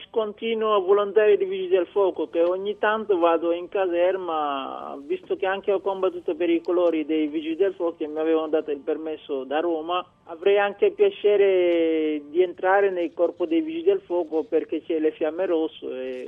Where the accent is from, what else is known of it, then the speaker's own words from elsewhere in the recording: Senegal; now in Italy; Sì, sono dal Senegal perché ho fatto le qualificazioni dei Giochi Olimpionici nel 2000